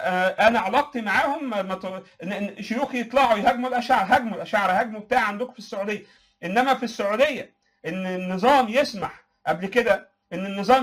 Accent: Egypt; عندنا في مصر مثلا ما كانش فيه خفوت اجتماعي

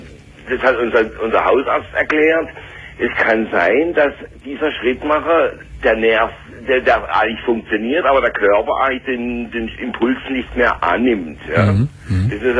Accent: Southern Germany, Germany; weil ich komme ja aus Süddeutschland, ja.

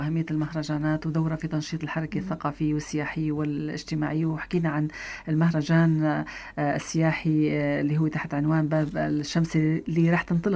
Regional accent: Tartus, Tartus Governorate, Syria; كم مكتب سياحي موجود عندنا بطرطوس؟

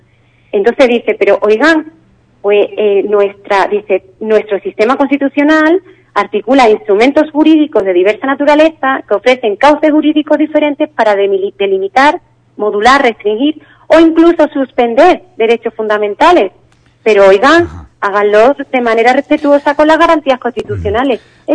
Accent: Spain; a mí, como ciudadana, como jurista, como española, como demócrata

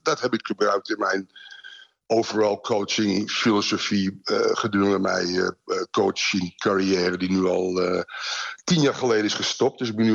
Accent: Amsterdam, North Holland, Netherlands; Ik ben van Amsterdam, ik ben een Ajax.

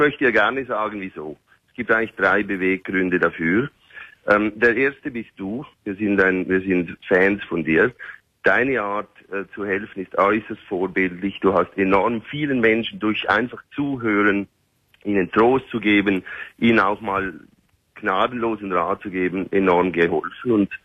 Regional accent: Switzerland; accent: Swiss German; Also ich bin Schweizer. Meine Frau, die ist aus Berlin und wir wohnen aber in Dubai als Familie.

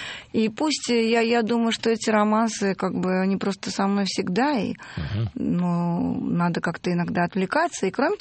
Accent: Pavlovsk, Saint Petersburg, Russia; Мой любимый Пушкин, я же вообще из Павловска, из Павловского парка.

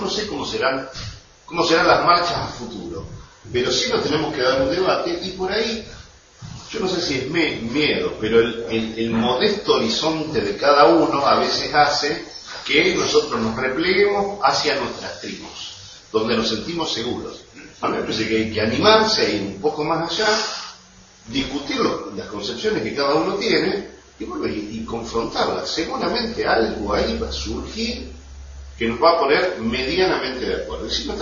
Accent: Argentina; uno de los males que hemos tenido nosotros como pueblo argentino es esto de delegar

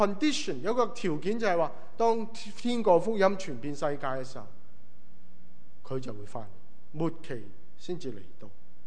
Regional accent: Hong Kong; moved away as an adult; also born or lived in Hawaii, United States; 对我来说，我香港出生长大，下一站我去了哪呢？夏威夷

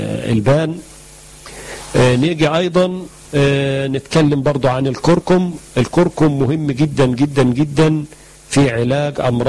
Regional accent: Egypt; مشهور عنه عندنا في مصر

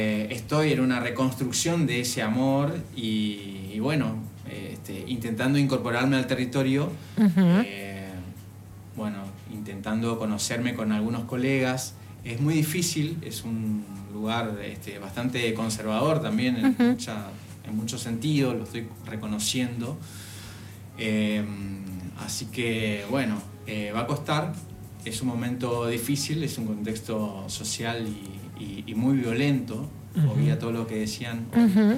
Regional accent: Oberá, Misiones, Argentina; yo soy de Misiones, de un lugar que se llama Oberá, una localidad, la segunda ciudad en cuanto a densidad de población y en cuanto a importancia.

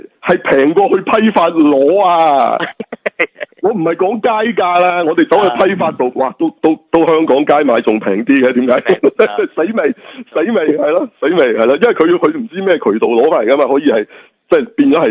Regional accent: China; 咁系嗰啲系我哋中国人新年啫

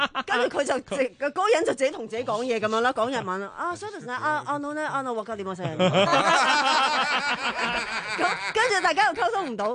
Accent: Hong Kong; 我自己作為一個香港人咧

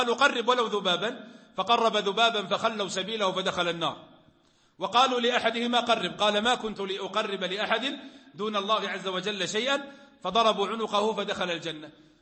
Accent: Najd, Saudi Arabia; كان عندنا في نجد في وقت

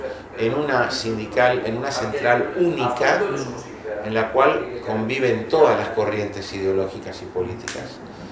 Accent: Quilmes, Buenos Aires Province, Argentina; Yo nací en Quilmes. Ah, fui criado en Quilmes.

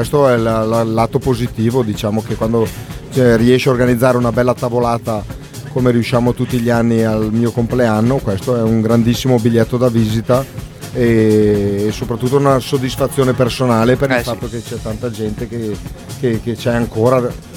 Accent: Zappello, Lombardy, Italy; Allora, veniamo da Zappello, che è un piccolo paesino vicino a Crema, provincia di Cremona.

